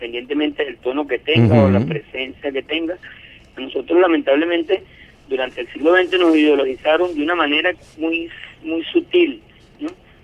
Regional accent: Venezuela; para nosotros como pueblo venezolano.

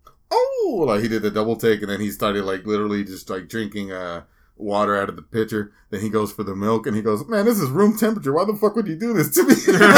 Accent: Nigeria; I'm Nigerian.

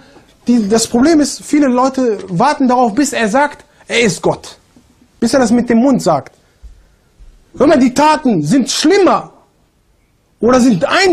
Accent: Germany; Ja, ich komme aus Deutschland, modern und so.

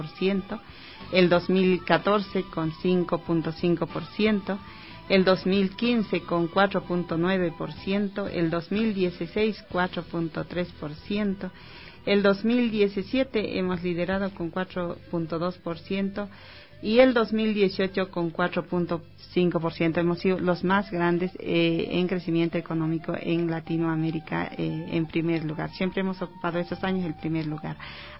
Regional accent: Bolivia; seguir liderando el tema económico en mi país, el corazón de Sudamérica, como lo denominamos nosotros, el Estado Plurinacional de Bolivia.

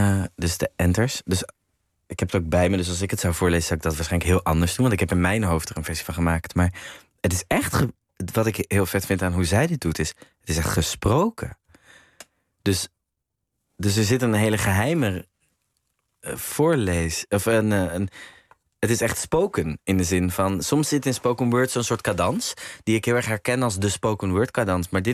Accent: Amsterdam, North Holland, Netherlands; Dus ik kom uit Amsterdam, maar niet zo'n grachtengordel opvoeding.

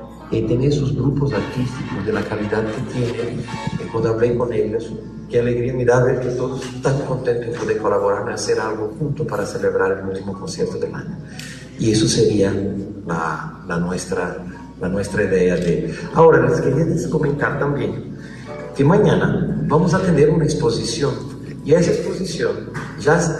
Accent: Brazil; también como brasileño tuvimos muchísimos problemas de este año

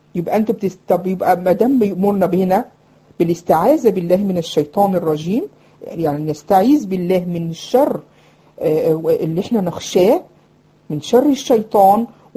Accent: Egypt; يعني حتى كانوا بيسموه عندنا في مصر يقولك ايه

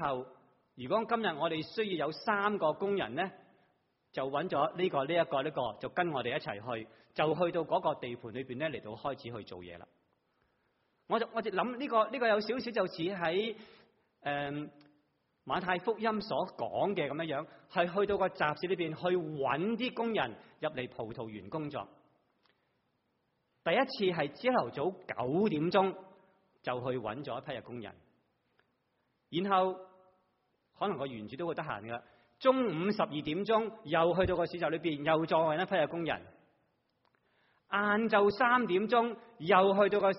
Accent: China; 就好像我们中国人一些的比喻

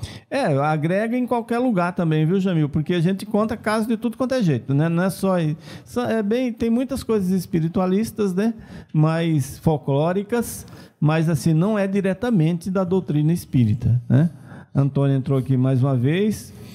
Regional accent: Remanso, Bahia, Brazil; minha irmãzinha lá de Remanso, da minha terra também, lá na Bahia.

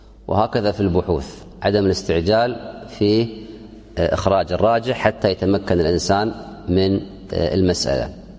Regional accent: Kuwait; اليوم عندنا في الكويت

